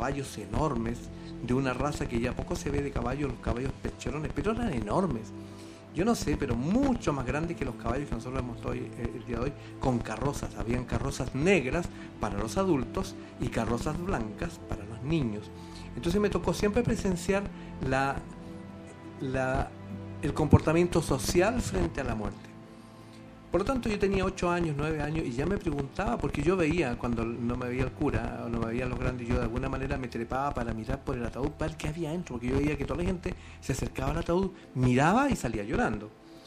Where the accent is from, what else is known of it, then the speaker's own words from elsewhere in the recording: Valdivia, Los Ríos, Chile; En Valdivia, donde yo vivía, donde yo me crié y de donde vengo llegando hace unos pocos días